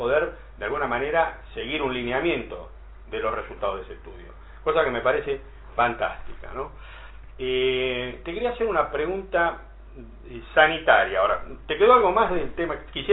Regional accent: Argentina; Siempre, si lo queremos cambiar nosotros somos argentinos, no hay ningún cambio.

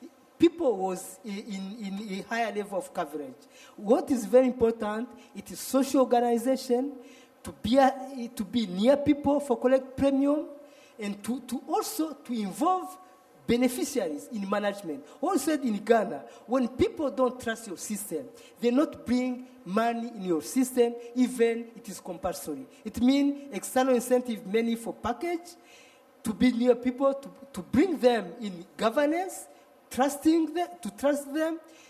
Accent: Rwanda; English is a second language; I'm from Rwanda, really.

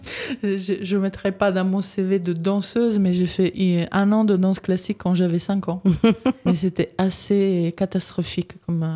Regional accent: Italy; French is a second language; now in Saint-Étienne, France; avant, j'habitais à Villeurbanne. J'étais arrivée à Villeurbanne en 2015. Mais comme vous pouvez l'entendre, je suis pas française. Donc, je suis italienne. Je me suis installée en région Auvergne-Rhône-Alpes justement en 2015. Et donc, en 2019, je suis arrivée à Saint-Étienne.

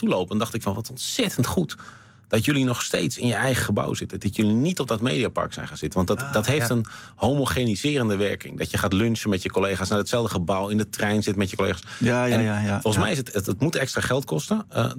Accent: Amsterdam, North Holland, Netherlands; born there; Want ik ben geboren in Amsterdam, maar op een gegeven moment hier terechtgekomen.

